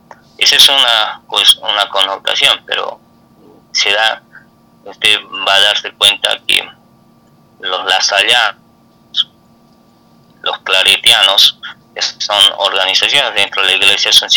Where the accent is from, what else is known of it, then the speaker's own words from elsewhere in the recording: Bolivia; Primeramente en mi país lo que tiene que avanzar el gobierno, hay que ser crítico, porque queremos que cuando haces una crítica tiene que ser constructiva para que este gobierno sea mejor. Entonces Bolivia tiene que crear